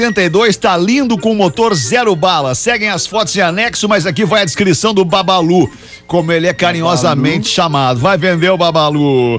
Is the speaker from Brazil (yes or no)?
yes; Belo Horizonte, Minas Gerais, Brazil; moved away as an adult; vim de Belo Horizonte há pouco tempo, mais de um ano, para trabalhar.